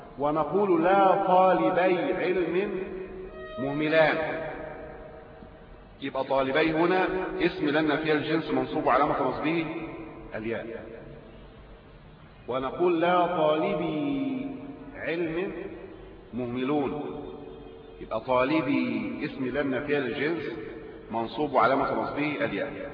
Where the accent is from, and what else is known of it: Egypt